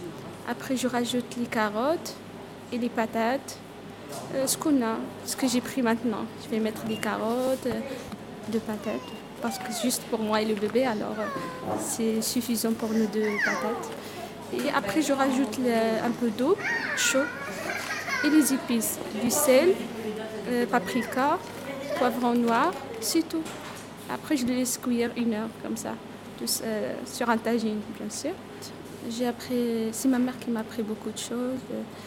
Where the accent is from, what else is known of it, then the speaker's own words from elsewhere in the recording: Meknès, Fès-Meknès, Morocco; French is a second language; Meknès. Mais il y a parce que la classe c'est Meknès, Azro, c'est le centre de Maroc en fait.